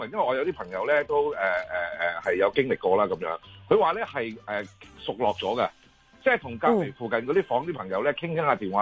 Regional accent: Hong Kong; 我喺香港長大嘅

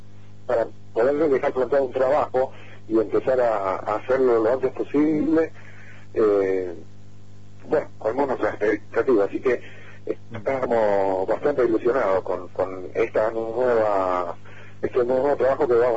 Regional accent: Esquel, Chubut, Argentina; somos de Chesquel, por lo menos por ahora

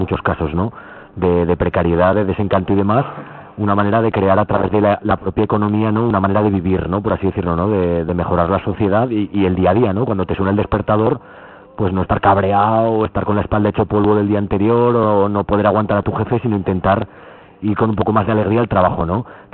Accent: Zaragoza, Aragon, Spain; nosotros que somos de Zaragoza, pues se ve la ciudad llena de gente tomando granizados y paseando

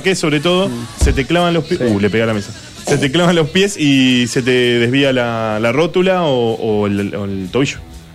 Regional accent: Buenos Aires Province, Argentina; Dicen que los porteños somos. Sí. Ah, somos. Nosotros somos de Gran Buenos Aires.

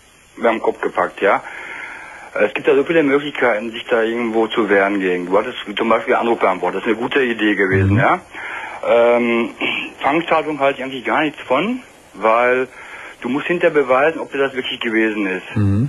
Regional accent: North Rhine-Westphalia, Germany; Wir kommen beide aus dem Ruhrgebiet.

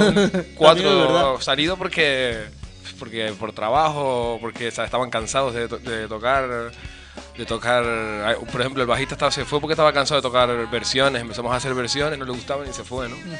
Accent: Arafo, Canary Islands, Spain; somos de... la mayoría somos de Arafo.

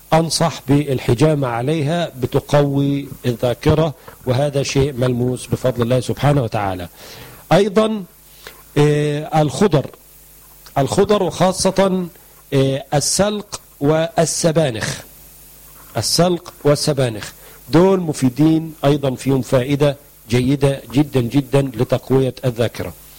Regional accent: Egypt; هم بيقولوا عندنا في مصر ما بنستخدمش المخ إلا في السندوتشات

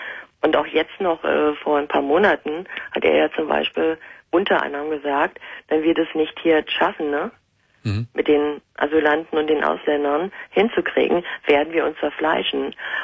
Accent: Berlin, Germany; ich bin Berlinerin.

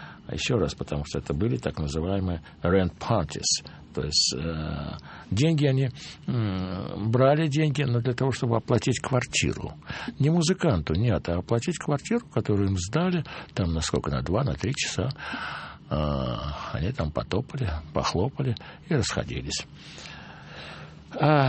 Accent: Moscow, Russia; Я из Москвы, Россия, я не умею танцевать.

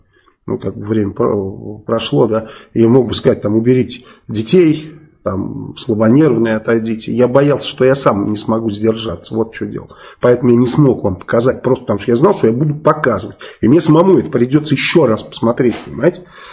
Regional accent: Saratov, Saratov Oblast, Russia; я вот из Саратова, да, и когда с Энгельса поднимаются бомбардировщики, вот сейчас я там не живу, но когда проживал там

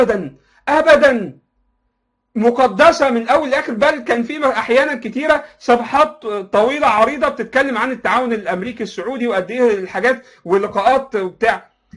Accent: Egypt; احنا عندنا في مصر الكلام ده مستحيل

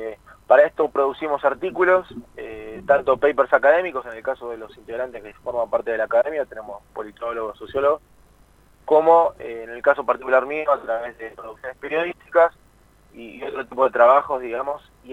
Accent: Buenos Aires, Argentina; Pero más que todo, debido a que la mayoría somos de Buenos Aires, hemos realizado los seminarios aquí.

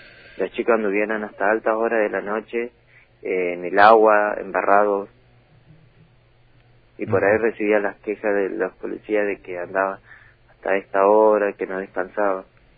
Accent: Valcheta, Río Negro, Argentina; Y yo nací, me crié acá en Balcheta, viví acá en Balcheta.

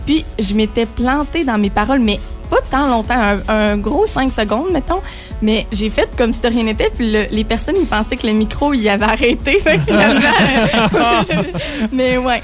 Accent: Trois-Rivières, Quebec, Canada; j'ai 15 ans, puis je viens de Trois-Rivières, ici même.

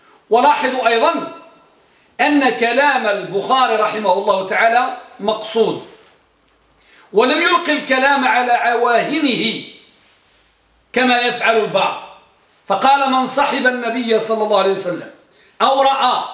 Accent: Tangier, Tanger-Tetouan-Al Hoceima, Morocco; عندنا بطنجة

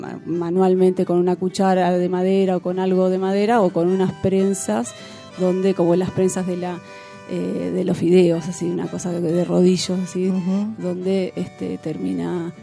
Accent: La Plata, Buenos Aires Province, Argentina; Bueno, yo soy de la ciudad de La Plata, de Buenos Aires.

